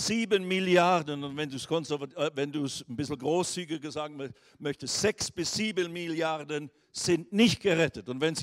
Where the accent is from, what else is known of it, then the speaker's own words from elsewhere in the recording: Switzerland; als ich dann zurückkam in die Schweiz, wo ich her bin, von Indien